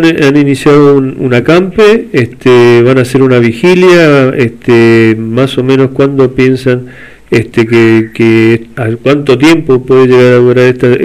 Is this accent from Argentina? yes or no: yes; Mendoza, Argentina; nosotros como mendocinos nos sentimos orgullosos de gente como ustedes